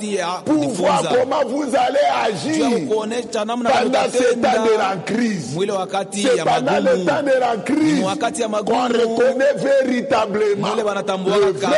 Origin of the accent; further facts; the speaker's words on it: Kongo Central, DR Congo; Chez nous, au Congo central